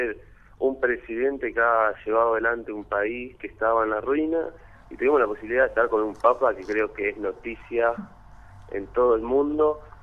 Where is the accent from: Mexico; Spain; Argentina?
Argentina; y como argentinos, una de las cosas que pudimos hacer